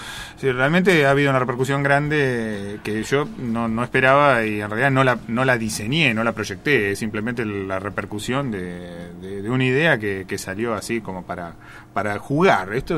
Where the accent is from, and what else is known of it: Mar del Plata, Buenos Aires Province, Argentina